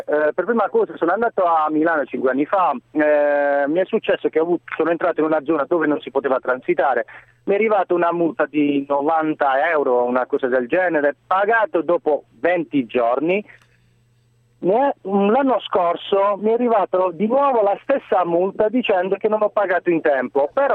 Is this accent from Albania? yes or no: yes; Albania; now in Italy; Io sono albanese, sono 15 anni che sto in Italia